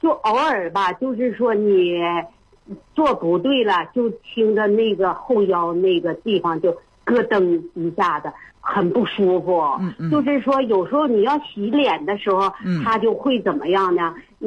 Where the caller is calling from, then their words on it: Suihua, Heilongjiang, China; 我是绥化的。